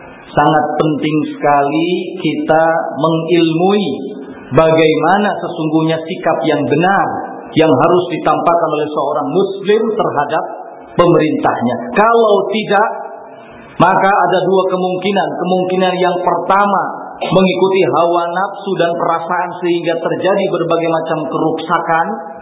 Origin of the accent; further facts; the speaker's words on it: West Java, Indonesia; Saya orang Sunda jadi tidak begitu paham bahasa Jawa